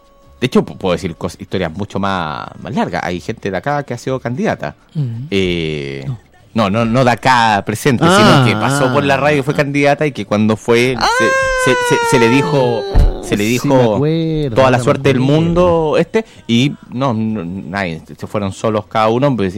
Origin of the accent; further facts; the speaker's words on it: Maipú, Santiago Metropolitan, Chile; born there; Yo nací en Maipú, sí. un lugar que quiero mucho.